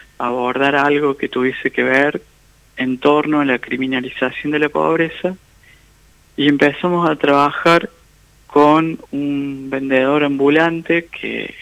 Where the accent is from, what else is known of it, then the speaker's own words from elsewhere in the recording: Jesús María, Córdoba, Argentina; also born or lived in Colonia Caroya; Y oriundo de... Nací en Colonia Carolla y en Jesús María transité como la mayoría de mi infancia y adolescencia.